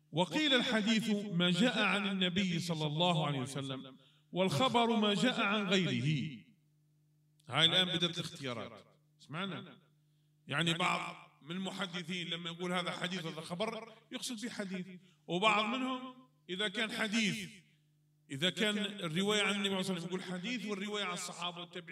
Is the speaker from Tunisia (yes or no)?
no; Morocco; واحد مات عندنا في المغرب